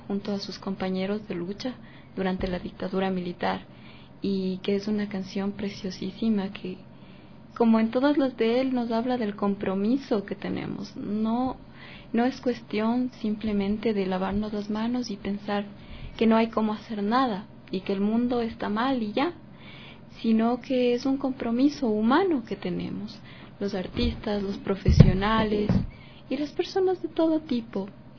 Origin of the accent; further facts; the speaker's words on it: Ecuador; Los ecuatorianos somos muy luchadores